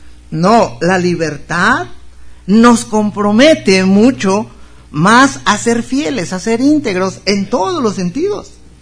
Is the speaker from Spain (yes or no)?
no; Mexico; Es de allí que nosotros como mexicanos somos libres de vivir en cualquier estado de la República.